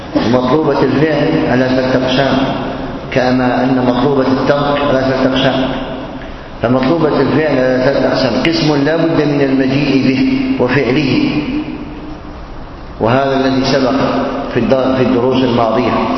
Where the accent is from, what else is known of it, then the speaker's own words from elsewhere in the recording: Algeria; مجلة تصدر عندنا في الجزائر